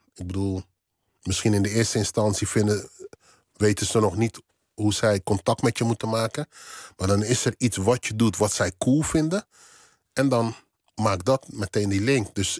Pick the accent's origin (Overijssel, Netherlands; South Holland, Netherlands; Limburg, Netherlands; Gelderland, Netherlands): South Holland, Netherlands; Rotterdam; want ik kwam uit Rotterdam-West